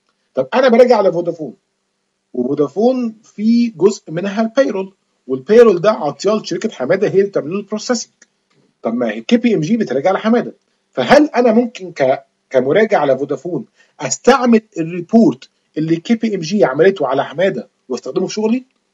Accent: Egypt; ممكن موضوع ما يبقاش مشهور عندنا في مصر شوية

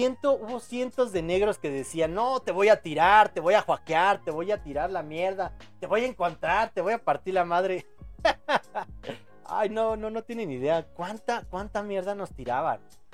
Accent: Mexico; No, yo también soy de México.

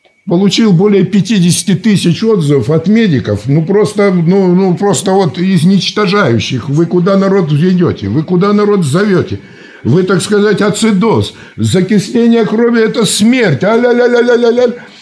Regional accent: Siberia, Russia; У нас всегда в Сибири, я сам сибиряк

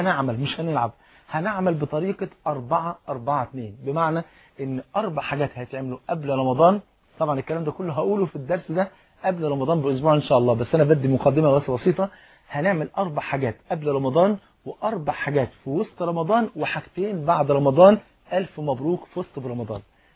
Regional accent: Egypt; انت عارف الفول المدمس عندنا في مصر فرض عين

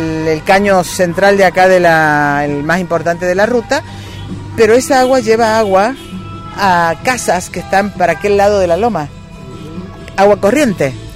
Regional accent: Córdoba, Argentina; nosotros somos de Córdoba, vivimos en Córdoba.

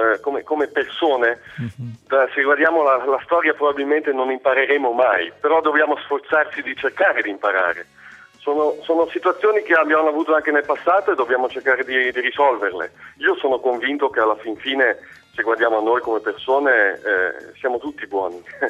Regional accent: Desenzano del Garda, Lombardy, Italy; moved away as an adult; now in Amsterdam, Netherlands; Io sono cresciuto a Desenzano, sul Lago di Garda. Ho studiato in Italia, ho fatto 20 anni lì e poi sono partito. Ho fatto un giro del mondo e mi sono fermato qui a Amsterdam.

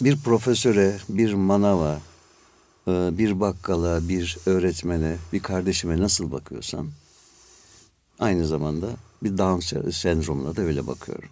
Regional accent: Antalya, Turkey; now in Istanbul, Turkey; 1959 yılında Antalya'da doğdum. Liseyi, ilkokulu, ortaokulu Antalya'da bitirdim. Sonra İstanbul Devlet Konservatuarı'na girdim.

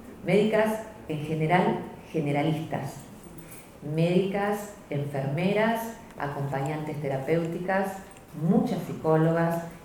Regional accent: Argentina; como somos argentinas y somos hijas de las madres de la Plaza de Mayo

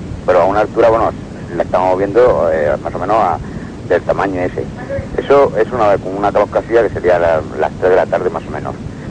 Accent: Andalusia, Spain; Yo soy de un pueblo de la provincia de Córdoba.

